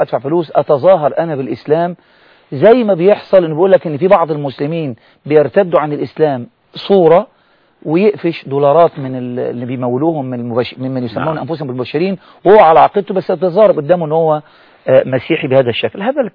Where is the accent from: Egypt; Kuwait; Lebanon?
Egypt; ده اللي حصل عندنا في مصر دلوقتي.